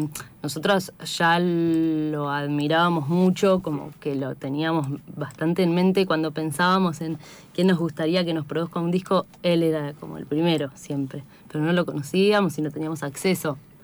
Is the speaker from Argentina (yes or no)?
yes; San Martín de los Andes, Neuquén, Argentina; yo soy de la Patagonia, de San uh-huh. Martín de los Andes. Grabamos ahí en mis tierras